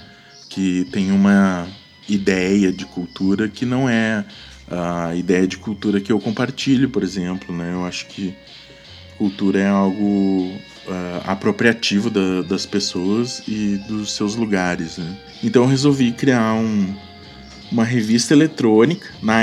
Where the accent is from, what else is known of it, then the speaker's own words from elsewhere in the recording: Cachoeira, Rio Grande do Sul, Brazil; moved away; Aí eu fui morar em Porto Alegre, né? Saí de Cachoeira.